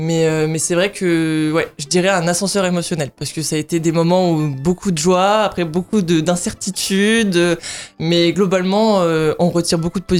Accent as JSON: {"language": "French", "country": "New Caledonia", "tie": "born or raised there", "also_born_or_lived": "Lorraine", "lives_now": "Nancy, France", "said": "Pour l'instant je reste sur Nancy, mais mon projet c'est de partir de la région. Parce que bon, moi j'ai grandi en Nouvelle-Calédonie"}